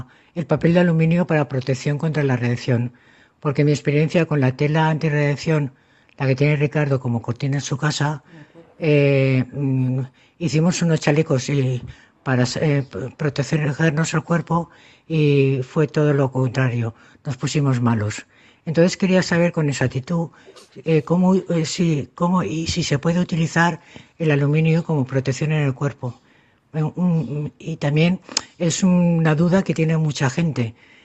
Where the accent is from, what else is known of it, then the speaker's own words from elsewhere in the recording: Valencia, Valencian Community, Spain; soy de Valencia, España.